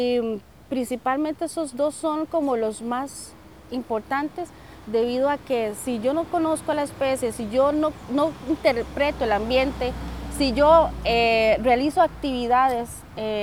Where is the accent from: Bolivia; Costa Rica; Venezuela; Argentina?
Costa Rica; Palmares, Alajuela; soy de Palmares. Mi carrera base es biología.